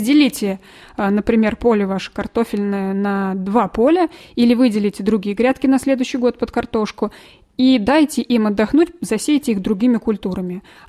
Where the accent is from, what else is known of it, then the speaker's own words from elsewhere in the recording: Vladimir, Vladimir Oblast, Russia; now in Ivanovo, Russia; На самом деле я сама из Владимира. И раньше у нас там во Владимире тоже очень много на огородах было медведки.